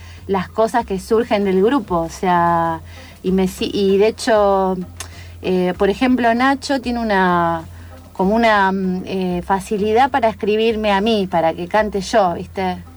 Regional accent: Azul, Buenos Aires Province, Argentina; yo soy de Azul, ¿no? Provincia de Buenos Aires

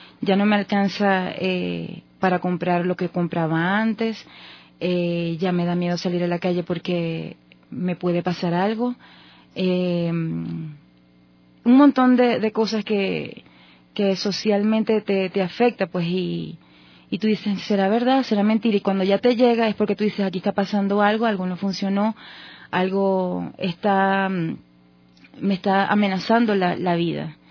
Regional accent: Maracaibo, Zulia, Venezuela; also born or lived in Barquisimeto; soy venezolana de una costa que se llama Zulia. La gente la conoce mucho como Maracaibo, es su capital. Allí estudié, allí hice gran parte de mi vida. Me crecí, estudié, luego me fui a la ciudad de Barquisimeto y a estudiar, a trabajar.

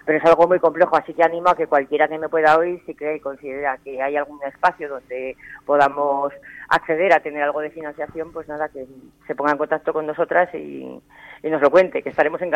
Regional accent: Zaragoza, Aragon, Spain; born there; soy nacida en Zaragoza, y parte de mi familia está allí.

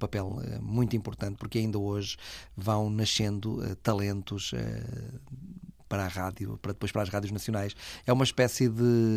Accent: Vila do Conde, Porto, Portugal; em Vila do Conde, que eu sou de Vila do Conde

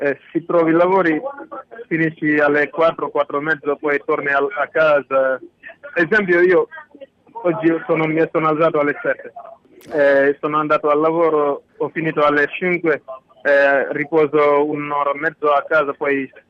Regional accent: Senegal; Italian is a second language; now in Italy; Io vengo dal Senegal.

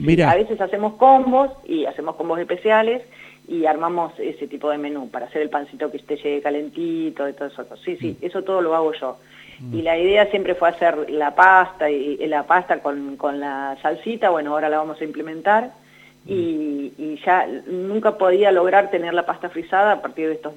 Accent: Winifreda, La Pampa, Argentina; voy a Santa Rosa y tengo conocidos que les llevo pastas, y voy a Winifreda, a mi pueblo, y también llevo

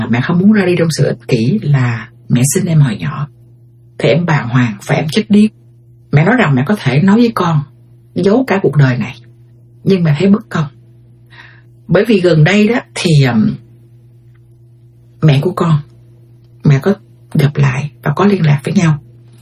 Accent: United States; Thì rồi đi sang đây thì em lớn lên ở Mỹ, năm đó em đi là em nhớ là em khoảng 6-7 tuổi gì đó.

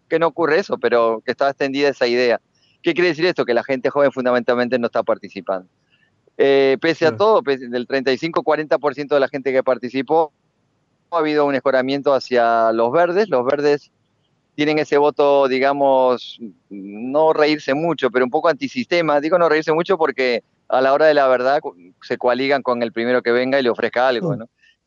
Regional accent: Uruguay; como uruguayos nos vamos a sentir cercanos

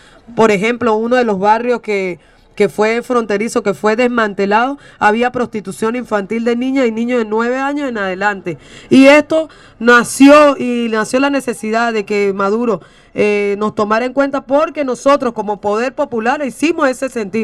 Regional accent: Caracas, Capital District, Venezuela; now in Barinas, Venezuela; Yo vivo en frontera, yo soy caraqueña, pero vivo en Barinas, en la ciudad que nació nuestro presidente, y vivo en una parte fronteriza de Socopó

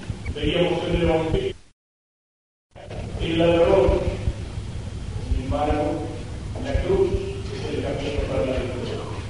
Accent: Argentina; no solo nos encontramos como argentinos bajo la bandera de la patria

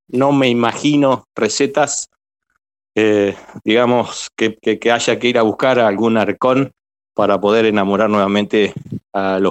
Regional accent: Argentina; sobre todo en un país como el nuestro, como Argentina, ¿cierto?

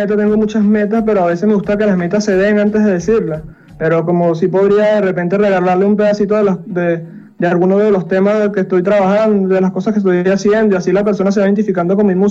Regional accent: Bravo, Lara, Venezuela; todas las personas de mi pueblo, de Bravo … muy orgulloso de mi tierra.

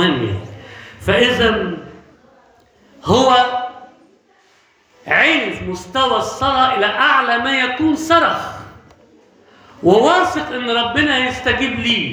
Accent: Alexandria, Alexandria Governorate, Egypt; moved away; في واحد عندنا في اسكندرية من قبل ما أجي أنا هنا يعني حوالي 30 سنة مثلا

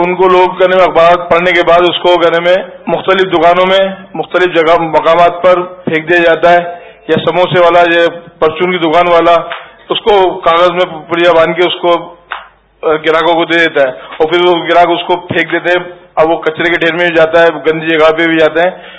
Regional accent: Karachi, Sindh, Pakistan; اور میں کراچی سے تعلق رکھتا ہوں.

